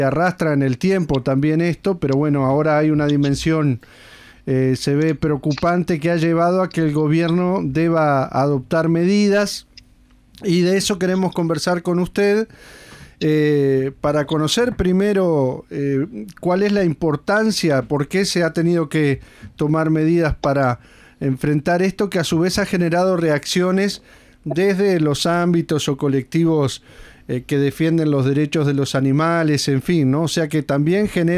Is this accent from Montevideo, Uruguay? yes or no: yes; Montevideo, Uruguay; nosotros como montevideanos, en este caso los que vamos a conversar con usted y la mayoría o promedialmente vivimos ajenos a problemáticas de la actividad agropecuaria